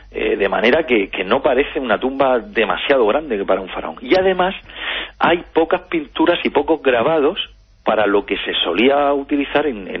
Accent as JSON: {"language": "Spanish", "region": "Region of Murcia", "country": "Spain", "said": "Y estas ramblas, que en mi tierra, por ejemplo, hay muchas, y hay catástrofes relacionadas con ellas, la rambla de Puerto Lumbreras, el Campín Este de Bolnuevo, Mazarrón"}